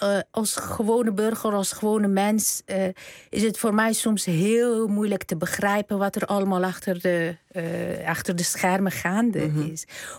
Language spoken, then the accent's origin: Dutch; Afghanistan; sprake van een humanitaire ramp in mijn land. En we hebben ook gehoord afgelopen weken iets wat wij als Afghanen altijd al vanaf het begin wisten